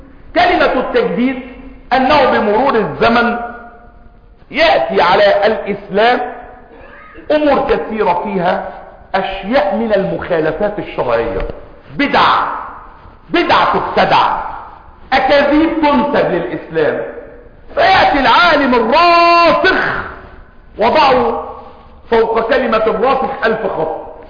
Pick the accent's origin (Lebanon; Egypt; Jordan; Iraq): Egypt; وكلمة المثقفين عندنا في مصر تعني مجموعة من بقايا الشيوعية